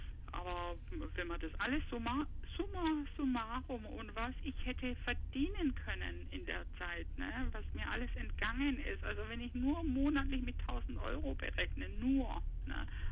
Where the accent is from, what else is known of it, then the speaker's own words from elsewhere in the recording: Izmir, İzmir, Turkey; now in Germany; Wir kommen ja aus der Großstadt in Izmir, ne, also in der Türkei. Und was wir hier auf dem Land machen, also wir fühlen uns so wie Stadtmenschen ins Dorf verschleppt.